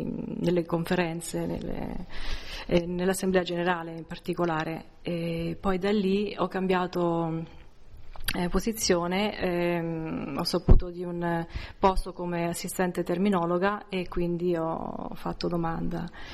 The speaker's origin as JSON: {"language": "Italian", "town": "Civitanova Marche", "region": "Marche", "country": "Italy", "also_born_or_lived": "Florence", "said": "sono italiana, vengo dalle Marche, da Civitanova Marche. Ho fatto i miei studi a Firenze, nella Scuola Superiore per Traduttori ed Interpreti. E da lì ho vissuto a Firenze per un periodo"}